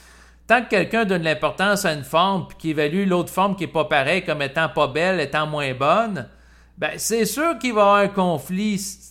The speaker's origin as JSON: {"language": "French", "country": "Canada", "tie": "born there", "said": "Moi, en tant qu'individu, je suis né au Canada"}